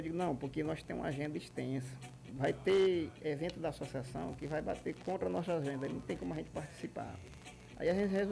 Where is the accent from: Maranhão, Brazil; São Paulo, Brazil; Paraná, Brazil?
Maranhão, Brazil; Timon; A primeira vez que nós saímos de Timon foi Floriano.